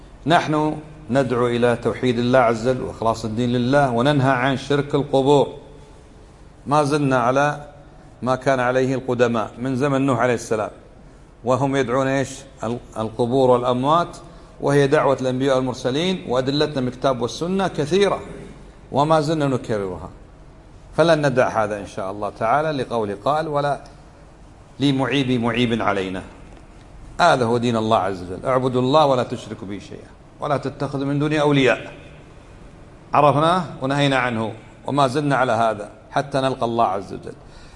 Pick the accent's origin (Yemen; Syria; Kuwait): Kuwait; علمنا ما هو الشرك القصور عندنا في الكويت